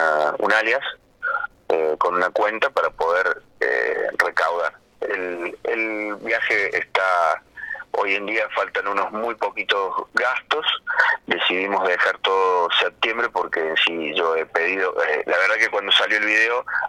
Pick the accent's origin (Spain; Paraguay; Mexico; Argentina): Argentina; Córdoba; porque soy el único de Córdoba